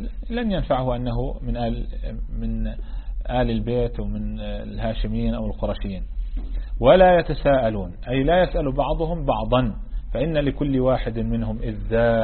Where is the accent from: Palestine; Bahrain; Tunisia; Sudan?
Palestine; احنا منقول في لهجتنا العامية في فلسطين لفحني الهوى،